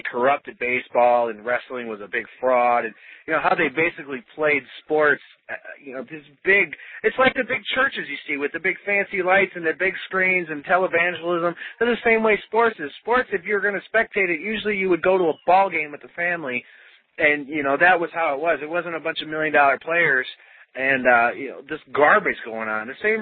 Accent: Wisconsin, United States; You know, I grew up in Packerland. You know how hardcore Packer fans are, the cheeseheads. And I grew up in Wisconsin

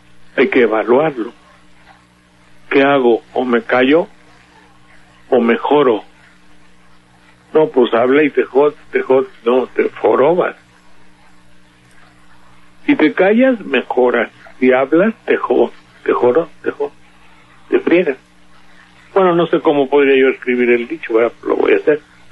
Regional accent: Veracruz, Mexico; Te digo porque soy veracruzano, vengo de allá.

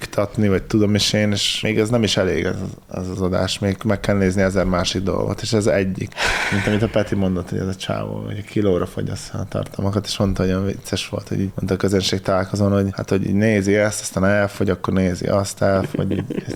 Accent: Jimbolia, Timiș County, Romania; külön köszöntjük a zsombolyiakat. Onnan származok valamennyire.

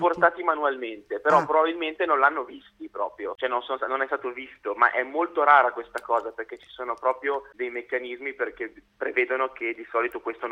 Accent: Genoa, Liguria, Italy; Io sono genovese, lo posso dire.

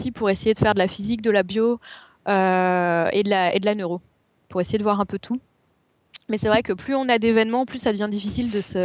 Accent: Paris, Île-de-France, France; comme je suis parisienne, je suis restée à Paris parce que j'avais déjà tellement à faire à Paris

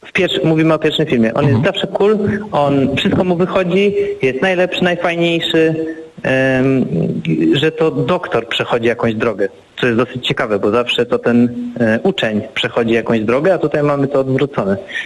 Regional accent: Bydgoszcz, Kuyavian-Pomeranian Voivodeship, Poland; moved away as an adult; now in Warsaw, Poland; Ja się urodziłem w Bydgoszczy, uwielbiam Bydgoszcz, ale wyjechałem jak miałem 18 lat i to miasto, które ja pamiętam, ono już nie istnieje.

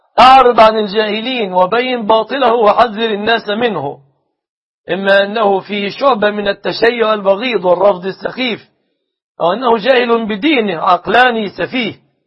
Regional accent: Egypt; بلادنا مصر

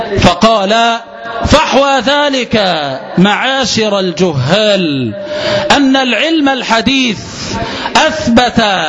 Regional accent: Egypt; فيا ليتنا عباد الله بدلا من أن نهتف كمصريين

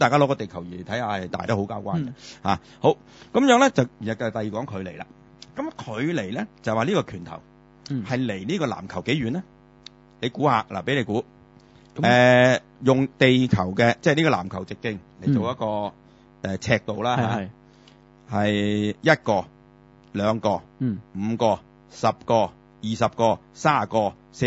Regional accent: Guangdong, China; 我係廣東人

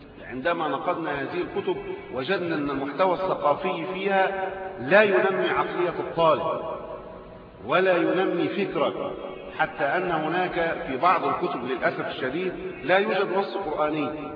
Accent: Egypt; محتوى ثقافي فارغ حتى من الثوابت الموجودة لنا كمصريين.

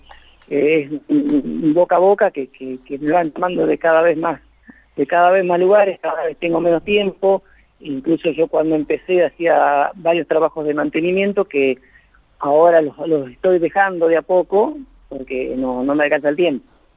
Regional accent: Miguel Riglos, La Pampa, Argentina; Empecé trabajando en mi pueblo, que es de Miguel Ringo

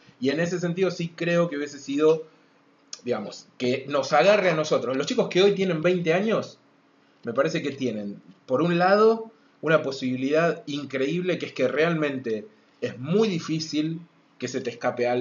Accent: Ushuaia, Tierra del Fuego, Argentina; nosotros venimos de Ushuaia

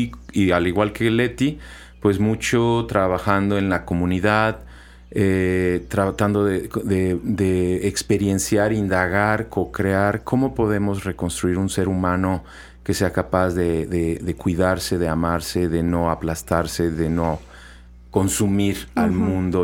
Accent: Mexico City, Mexico; born there; yo nací en la Ciudad de México. En la Ciudad de México soy de Tabasco. Mi familia materna es de Tabasco y mi familia paterna es de Colombia, de Bogotá y de Barranquilla.

